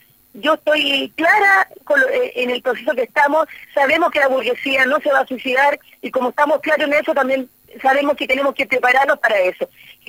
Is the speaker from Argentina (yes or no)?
no; Chile; partido que fue cómplice también de la tremenda masacre que hubo en mi país